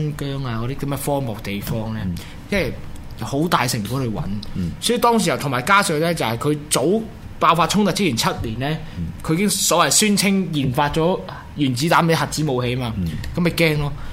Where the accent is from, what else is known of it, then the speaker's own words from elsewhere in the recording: Hong Kong; 就算你我香港人